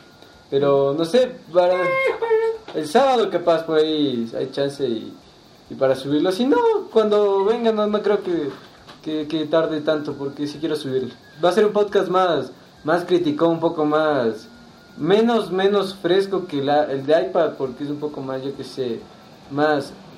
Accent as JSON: {"language": "Spanish", "country": "Ecuador", "said": "yo soy el podcaster ecuatoriano más famoso del mundo."}